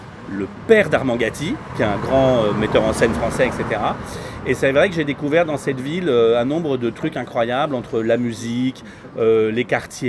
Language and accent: French; France; Je suis français.